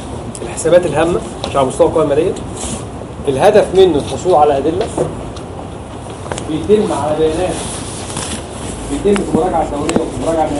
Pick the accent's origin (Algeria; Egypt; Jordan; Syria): Egypt; لا هي ايوه في عندنا في مصر الاخوه الزملاء في الجهاز